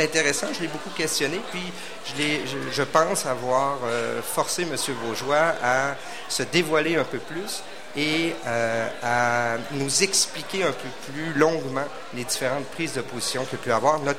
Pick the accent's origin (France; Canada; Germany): Canada; Val-Bélair, Quebec; Moi, quand j'étais jeune, j'habitais à Val-Bélair, donc tout près d'ici, dans le nord de la ville maintenant.